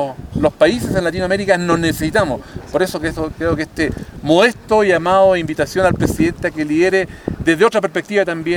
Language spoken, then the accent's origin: Spanish; Calama, Antofagasta, Chile; Nosotros somos esta comuna de Calama, el norte de Chile.